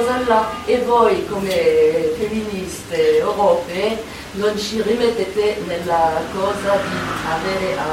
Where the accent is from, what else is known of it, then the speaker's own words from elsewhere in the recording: France; Italian is a second language; perché io come mi sento in questo discorso, e come francese